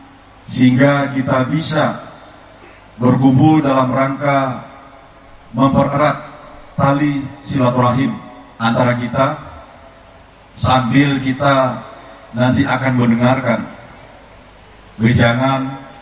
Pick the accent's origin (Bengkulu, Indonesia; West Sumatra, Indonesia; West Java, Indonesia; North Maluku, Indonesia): Bengkulu, Indonesia; Kebetulan saya juga putra daerah di sini. Saya belum sampai 2 bulan jadi Kapolda Bungkulu.